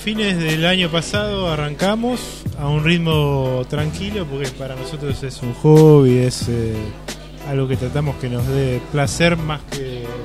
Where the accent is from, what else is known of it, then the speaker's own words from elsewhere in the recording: Castelar, Buenos Aires Province, Argentina; nosotros somos todo de Castelar